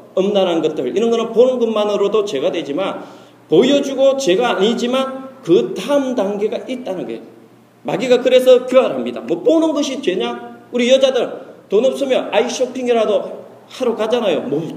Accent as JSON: {"language": "Korean", "country": "South Korea", "said": "뭐 대한민국 사람으로서 약간의 자부심도 있기는 하지만"}